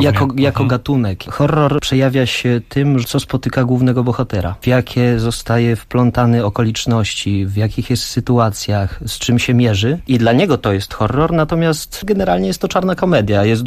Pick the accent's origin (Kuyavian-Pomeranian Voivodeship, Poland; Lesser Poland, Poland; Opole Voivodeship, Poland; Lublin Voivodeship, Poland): Lesser Poland, Poland; Tarnów; Ja też jestem z mniejszego miasta, bo pochodzę z Tarnowa.